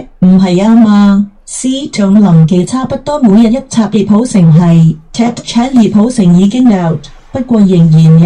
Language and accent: Cantonese; Guangzhou, Guangdong, China; 我系来自广州嘅院员